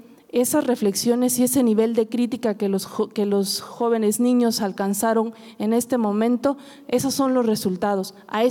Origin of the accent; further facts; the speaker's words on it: Oaxaca, Mexico; De alguna manera, habría que enmarcar que nosotros como oaxaqueños